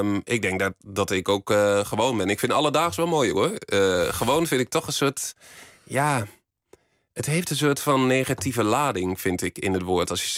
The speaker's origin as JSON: {"language": "Dutch", "town": "Borne", "region": "Overijssel", "country": "Netherlands", "tie": "born or raised there", "accent": "Twente", "said": "Ik kom uit Twente. Dat is misschien nog een beetje te horen in mijn tongval."}